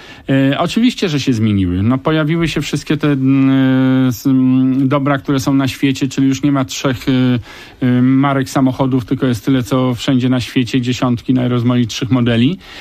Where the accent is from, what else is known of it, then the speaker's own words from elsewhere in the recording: India; Polish is a second language; now in Poland; Tak, jestem przynajmniej raz w roku w Indiach.